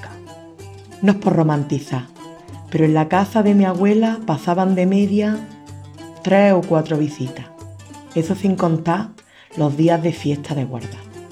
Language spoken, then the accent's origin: Spanish; Andalusia, Spain; accent: Andalusian; Como en andaluz esto nos cuesta